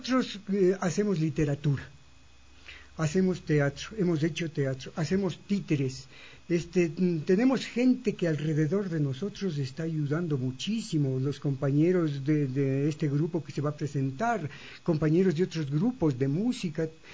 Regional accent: Ecuador; importante para todos nosotros como sociedad ecuatoriana

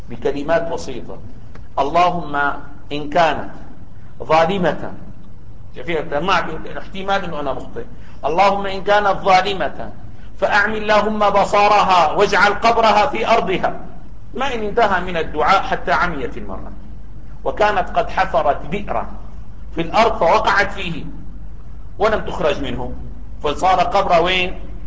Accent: Syria; يعني عندنا في سوريا لا يجتمع اثنان على ملك سنتيمتر واحد

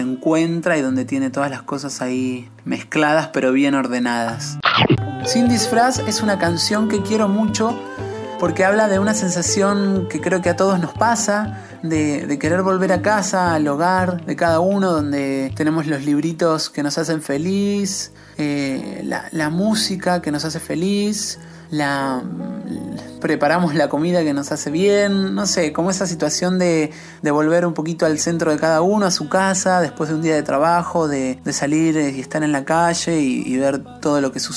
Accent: Buenos Aires, Argentina; Joana, Gaby y yo somos de Buenos Aires y Esteban es de Rosario.

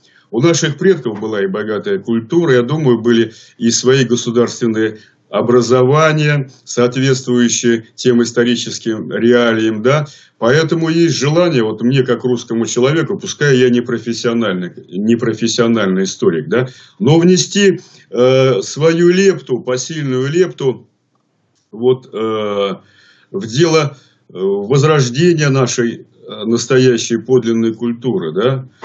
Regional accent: Saint Petersburg, Russia; born there; но бабушка с дедушкой у меня из Витебской области. Сам я родился в Ленинграде.

